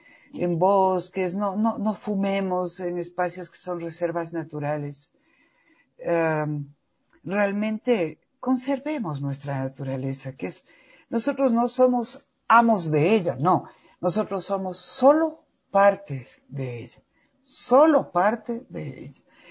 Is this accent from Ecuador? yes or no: yes; Ecuador; ¿en qué estoy fallando yo como persona, como ecuatoriano, como padre de familia, como madre de familia, como ser humano?